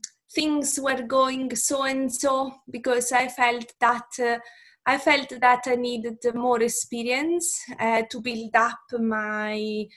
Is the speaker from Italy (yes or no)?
yes; Italy; English is a second language; moved away as an adult; now in Oldham, United Kingdom; you know by my accent, you can tell that I'm not British. And I wasn't born here, and I'm originally from Italy.